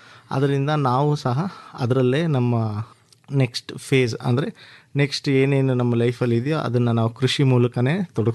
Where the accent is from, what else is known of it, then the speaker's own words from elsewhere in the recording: Laknahalli, Karnataka, India; ನಾನು ಮೂಲತಃ ಲಕ್ನಹಳ್ಳಿ ಗ್ರಾಮದವರು.